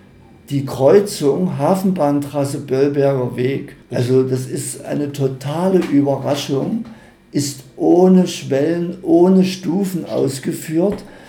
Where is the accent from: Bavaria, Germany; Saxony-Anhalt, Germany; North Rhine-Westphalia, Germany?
Saxony-Anhalt, Germany; Halle; born there; mein geliebtes Halle, ich bin ja geboren in Halle und die Stadt ist wunderschön